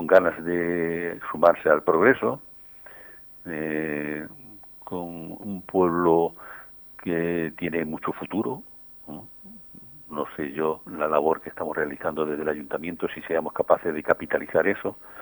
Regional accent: Velada, Castilla-La Mancha, Spain; quiero mucho a mi pueblo

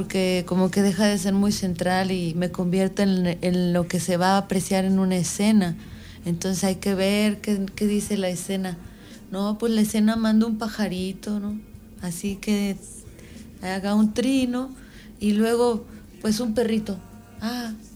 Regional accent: Michoacán, Mexico; also born or lived in Mexico City; Sí, nací en la Ciudad de México, pero como mis papás son michoacanos, me llevaron muy chiquita para allá.

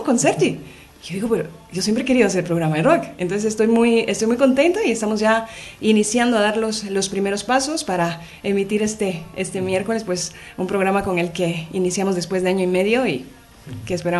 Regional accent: Guatemala; Soy de Guatemala y he hecho comunicación social la mayor parte de mi vida.

